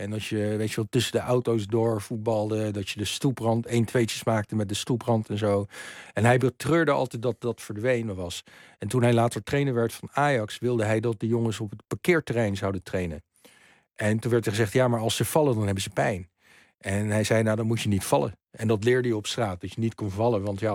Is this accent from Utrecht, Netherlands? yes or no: no; Leiden, South Holland, Netherlands; Dutch is a second language; also born or lived in London; Nou, ik had als kind in Londen nog amper gevoetbald. Dat was er amper. Toen ik op mijn 6e naar Leiden kwam, in Oesgeest staan.